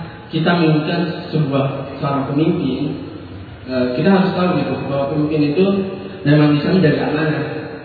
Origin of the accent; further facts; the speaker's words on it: Cimahi, West Java, Indonesia; Saya dari Cimahi.